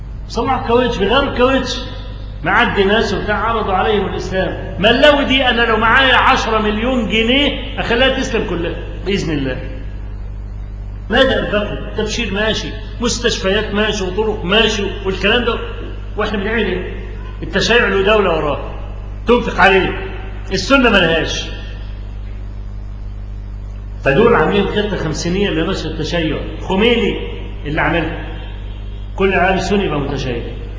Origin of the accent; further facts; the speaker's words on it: Egypt; فكلامي مش لأني أنا مصري